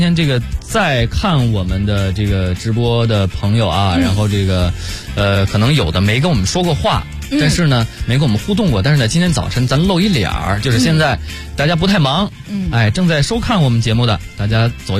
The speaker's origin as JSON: {"language": "Chinese", "town": "Baoding", "region": "Hebei", "country": "China", "said": "因为我是保定人"}